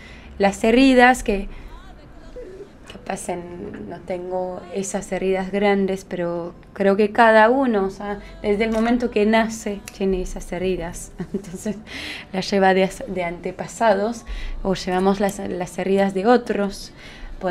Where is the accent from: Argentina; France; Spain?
France; Spanish is a second language; Era parte de nuestra cultura, como yo soy francesa, entonces...